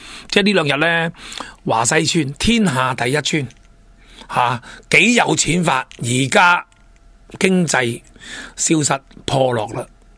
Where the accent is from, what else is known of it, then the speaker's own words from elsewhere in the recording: Hong Kong; 亦即系我哋香港人好兴讲嘅老鼠会